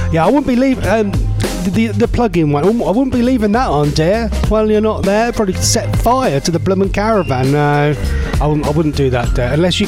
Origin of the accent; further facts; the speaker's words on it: East of England, United Kingdom; Are you being racist because I'm from Norfolk?